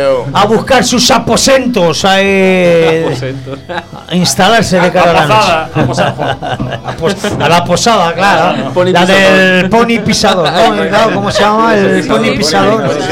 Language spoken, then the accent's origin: Spanish; Catalonia, Spain; Ya no es el tema de que seamos chagarras porque somos catalanes ni